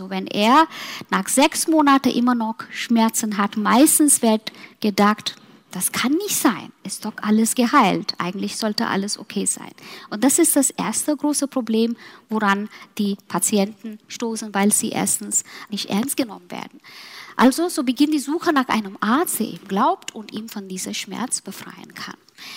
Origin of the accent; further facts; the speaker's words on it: Mumbai, Maharashtra, India; nach meiner Heimat gehen, Mumbai